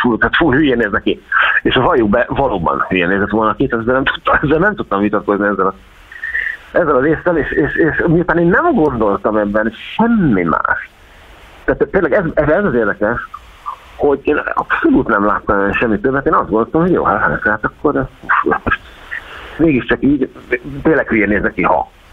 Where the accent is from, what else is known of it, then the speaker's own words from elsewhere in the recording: Szeged, Csongrád-Csanád, Hungary; Az édesanyám, ugye szegediek vagyunk, ott lakunk a Dom-tér mellett, ez 5 perc gyalog.